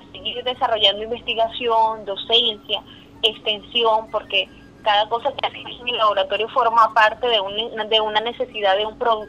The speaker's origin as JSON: {"language": "Spanish", "country": "Venezuela", "said": "como mujeres venezolanas, como mujeres latinas, tenemos un reconocimiento bien marcado"}